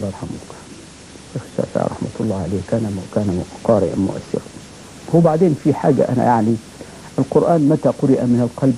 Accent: Armant, Qena Governorate, Egypt; قلت لهم أنا والله من الصعيد من بلد اسمها أرملت محافظة قنا

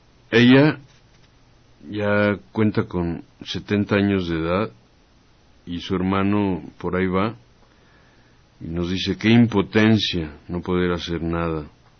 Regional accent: Santa Úrsula, Mexico City, Mexico; mi pueblo, que se llama Santa Úrsula, pueblo de Santa Úrsula, ahí por el Estadio Azteca.

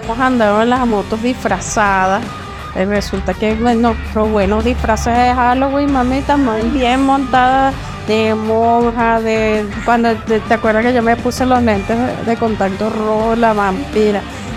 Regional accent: Valencia, Carabobo, Venezuela; lo que pasa es que no somos aquí, mira, somos de Valencia, man.

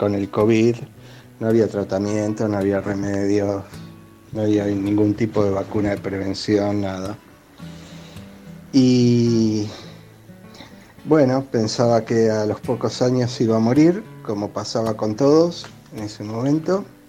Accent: Buenos Aires, Argentina; soy de Capital Federal

